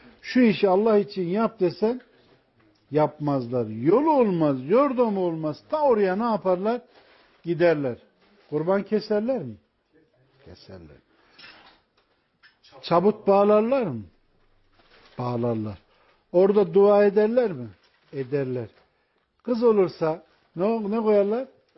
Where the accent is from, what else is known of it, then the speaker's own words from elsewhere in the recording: Ilgın, Konya, Turkey; benim memleketim Konya mesela. Ilgınlıyız biz.